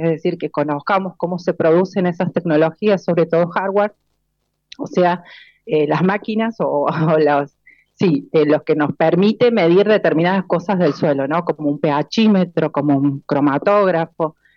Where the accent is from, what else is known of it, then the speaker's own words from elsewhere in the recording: Córdoba, Argentina; Me mudé recientemente, vengo de Córdoba, estudié biología y tengo un doctorado en ciencias biológicas.